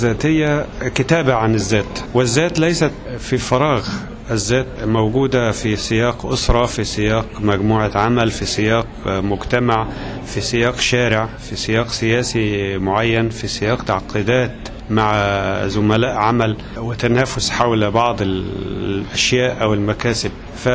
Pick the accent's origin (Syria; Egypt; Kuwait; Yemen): Egypt; عندنا في مصر سيرة أخرى مهمة جدا